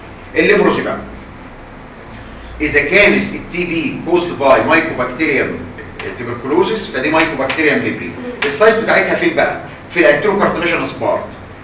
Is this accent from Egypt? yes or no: yes; Egypt; وعندنا في مصر كتير قوي